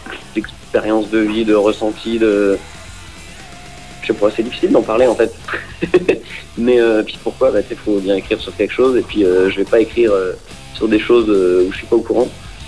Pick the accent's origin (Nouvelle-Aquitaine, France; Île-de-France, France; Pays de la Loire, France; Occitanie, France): Île-de-France, France; Paris; Eh bien, on est, nous, on vient de Paris, région parisienne.